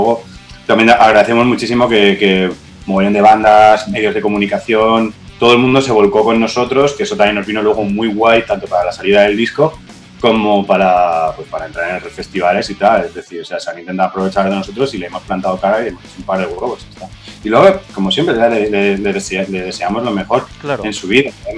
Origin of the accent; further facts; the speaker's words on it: Albacete, Castilla-La Mancha, Spain; somos cuatro tíos de Albacete que somos de puta madre